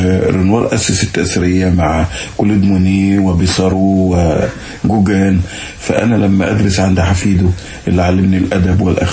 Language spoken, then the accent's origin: Arabic; Arab el-Raml, Monufia Governorate, Egypt; وكان مجتمعين كلهم بيسمعوا زين العابدين فؤاد هذا الهرم في قريتي عرب الرمل امبارح